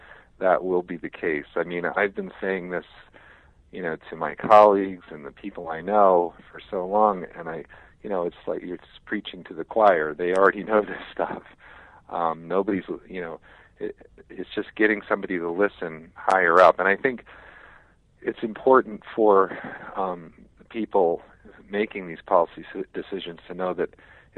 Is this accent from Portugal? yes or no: yes; Azores, Portugal; I know I'm from the Azores and one quarter Italian, too